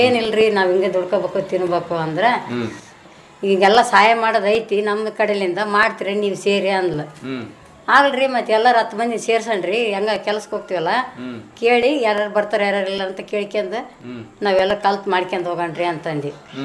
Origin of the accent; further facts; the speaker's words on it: Hospet, Karnataka, India; ನಮ್ಮ ಸ್ವಂತ ಊರು ಹೊಸಪೇಟೆ ರೀ.